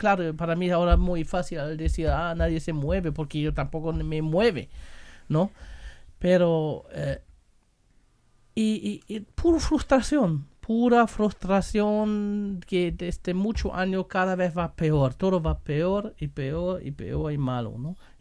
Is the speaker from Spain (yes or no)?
no; Bremen, Germany; Spanish is a second language; la región donde yo soy, de Alemania, Bremen, es la región más pobre, que puedes decir, de todo el país